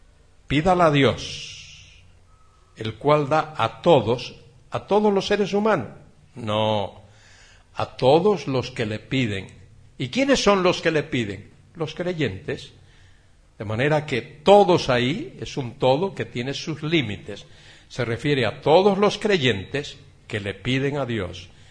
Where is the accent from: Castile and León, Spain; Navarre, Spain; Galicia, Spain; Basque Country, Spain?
Galicia, Spain